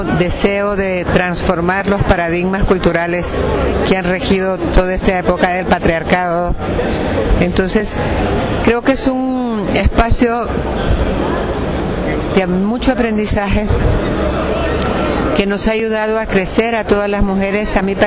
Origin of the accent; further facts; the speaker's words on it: El Salvador; de El Salvador.